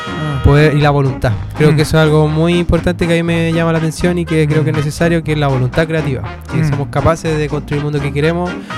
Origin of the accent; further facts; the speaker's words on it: Santiago, Santiago Metropolitan Region, Chile; Bueno, nací en Santiago también, entonces creo que esta cuenca es la que me mantiene y me ha mantenido todo el rato acá.